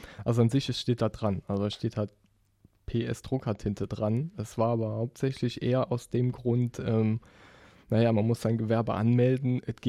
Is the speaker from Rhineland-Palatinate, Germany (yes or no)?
yes; Rhineland-Palatinate, Germany; now in Hamburg, Germany; Nee, wie man vielleicht an meinem wunderbaren Dialekt hört. Ich komme aus der Eifel. Ganz tief ohne Wald. Nee, ist unter Köln.